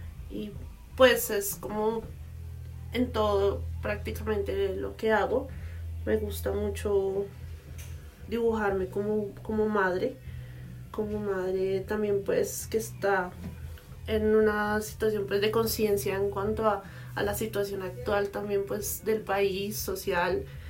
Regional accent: Bogotá, Bogotá Capital District, Colombia; soy de Bogotá.

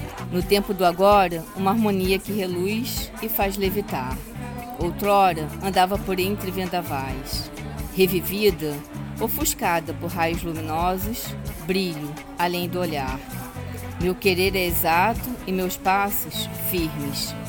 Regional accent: Niterói, Rio de Janeiro, Brazil; born there; já que eu estou indo para Lisboa, encerrar esse ciclo fechando com um livro meu na cidade onde eu nasci.

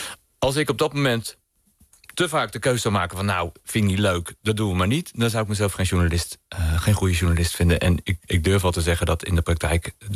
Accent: Nijkerk, Gelderland, Netherlands; Ik kom uit een groot gezin. Ik heb 1 broer en 4 zussen. En we zijn opgegroeid in Nijkerk.

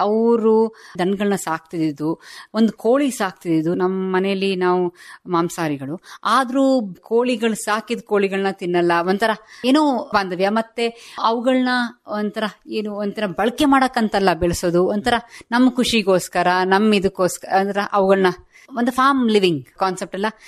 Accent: Hassan, Karnataka, India; ನಮಗೆ ಇಲ್ಲಿ ಭೂಮಿ ಇದೆ, ನಾವು ಹುಟ್ಟಿದ್ದು ಬೆಳೆದಿದ್ದು ಎಲ್ಲ ಇಲ್ಲೇ.

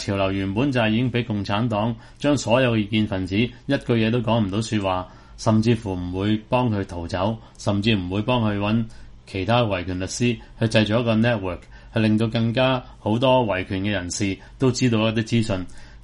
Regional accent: Hong Kong; 損害緊我哋香港人嘅利益嘅嘢嘛

